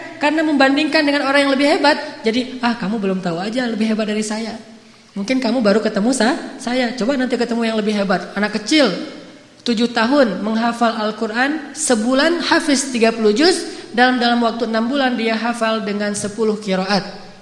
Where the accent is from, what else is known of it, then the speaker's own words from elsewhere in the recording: Aceh, Indonesia; Bang, manggilnya kan saya orang Aceh, dipanggil bang.